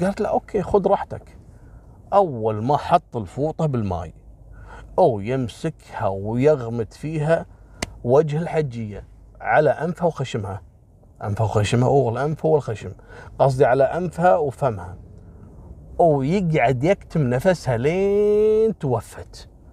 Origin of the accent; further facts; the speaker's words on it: Kuwait; والله مرة صادوا ساحر عندنا في الكويت